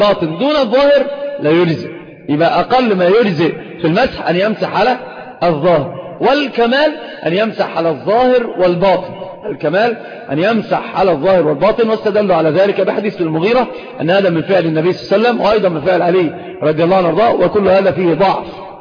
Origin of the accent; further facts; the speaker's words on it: Saudi Arabia; والخف ظاهر عندنا في السعودية